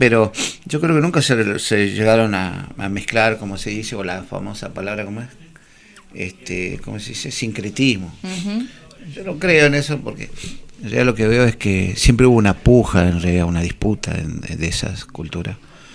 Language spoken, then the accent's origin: Spanish; Jujuy, Argentina; yo soy de Jujuy, pero mi familia toda viene de Bolivia y de Perú o alguna parte, que nunca sabré bien todo, pero fueron bajando